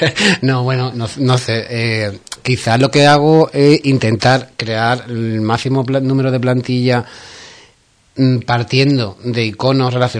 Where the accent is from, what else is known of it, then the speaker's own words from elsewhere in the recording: Ubrique, Andalusia, Spain; Porque mi pueblo.